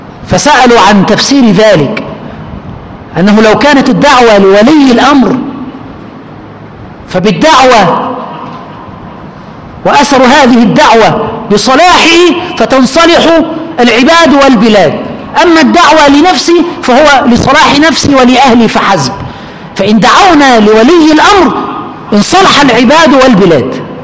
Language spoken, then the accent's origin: Arabic; Aswan, Aswan Governorate, Egypt; أنا من أسوان، من أسوان لمرسى مطروح، يعني من أول مصر إلى آخرها